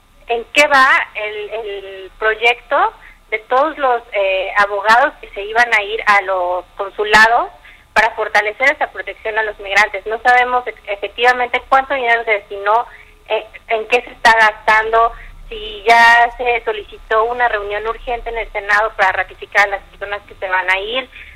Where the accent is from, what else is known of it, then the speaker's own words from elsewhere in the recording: Mexico; nos toca también como mexicanos empezar a pedirle a nuestros funcionarios